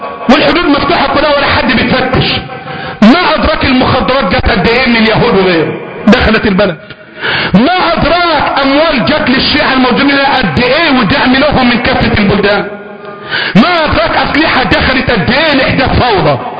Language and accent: Arabic; Egypt; ما احنا عارفين مصريين احنا